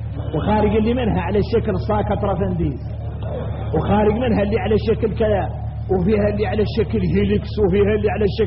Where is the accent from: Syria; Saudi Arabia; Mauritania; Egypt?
Mauritania; ثم شفتوا احنا موريتاني تمين